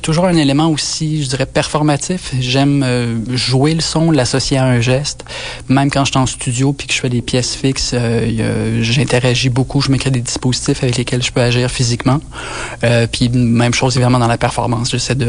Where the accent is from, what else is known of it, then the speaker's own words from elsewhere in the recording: Quebec, Canada; Moi, je viens de la Côte-Nord. Il n'y avait pas beaucoup d'exemples d'artistes sonores autour de moi quand j'étais jeune, dans les années 80, sur la Côte-Nord.